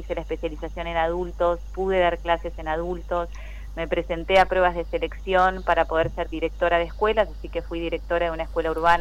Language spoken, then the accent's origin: Spanish; General Villegas, Buenos Aires Province, Argentina; Yo soy de General Villegas, si bien ahí como me presentaste, yo empecé muy de abajo en realidad. Uh-huh. Siempre viví en General Villegas